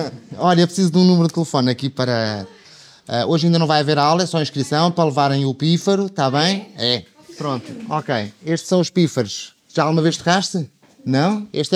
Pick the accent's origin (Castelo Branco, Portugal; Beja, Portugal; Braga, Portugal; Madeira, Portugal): Castelo Branco, Portugal; Fundão; tenho 47 anos, nasci em Castelo Branco, mas o meu conselho de identidade é o Fundão.